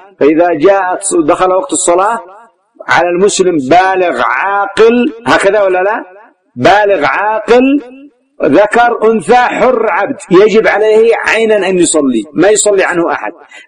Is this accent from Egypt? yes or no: no; Yemen; وتسمى عندنا في اليمن إيش؟ الطاحون، مطحن